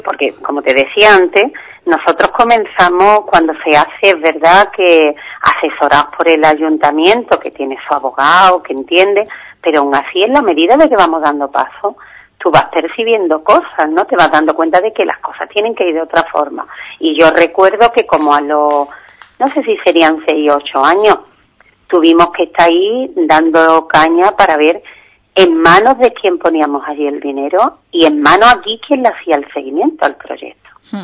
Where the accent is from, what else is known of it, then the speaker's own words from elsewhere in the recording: Ubrique, Andalusia, Spain; born there; yo, lo mismo que nací en Ubrique, podía haber nacido en Atalaya, en Perú